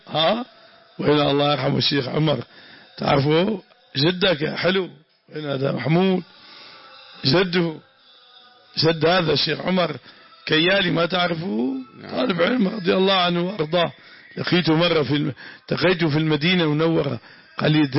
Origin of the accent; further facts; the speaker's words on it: Damascus, Damascus Governorate, Syria; سوف ينزلون عندنا في الشام مأذن الشرقية مأذن البيضاء